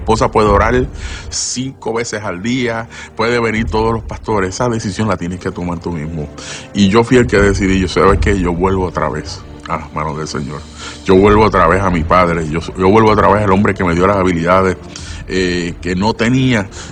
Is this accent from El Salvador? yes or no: no; San Juan, Puerto Rico; born there; Nací aquí en San Juan, Puerto Rico